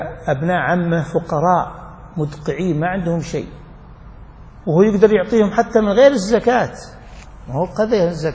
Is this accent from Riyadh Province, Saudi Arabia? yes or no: yes; Riyadh, Riyadh Province, Saudi Arabia; بس مو يشري بيت مثل عندنا في الرياض، في شمال الرياض